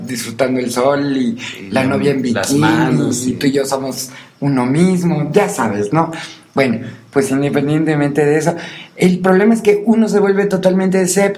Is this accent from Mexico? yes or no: yes; Mexico; todos somos mexicanos y todos somos parte de un país